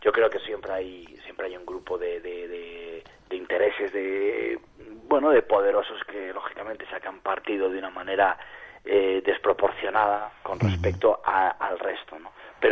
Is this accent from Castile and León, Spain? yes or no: yes; Palencia, Castile and León, Spain; salimos de la ciudad de Palencia, uh-huh, de donde yo soy, con otro palentino, Alberto Fernández